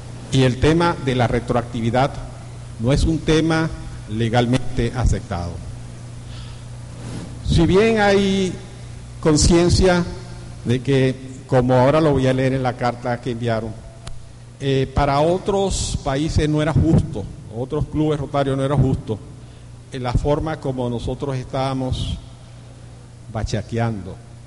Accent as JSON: {"language": "Spanish", "country": "Venezuela", "said": "lo que como rotario venezolano siento ante la incertidumbre"}